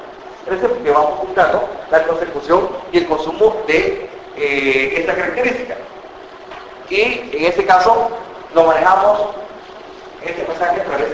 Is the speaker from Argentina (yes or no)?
no; El Salvador; yo soy salvadoreño.